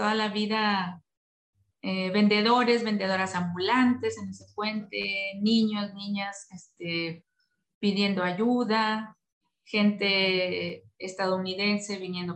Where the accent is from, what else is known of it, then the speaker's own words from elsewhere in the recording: Ciudad Juárez, Chihuahua, Mexico; yo nací en Ciudad Juárez, Chihuahua. El merititito norte, como diríamos acá, el merito norte de México, tal cual la frontera, una de las más grandes fronteras con Estados Unidos.